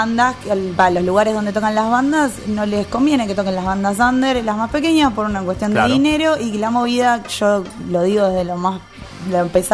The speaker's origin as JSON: {"language": "Spanish", "town": "Rosario", "region": "Santa Fe", "country": "Argentina", "said": "Vengo de Rosario"}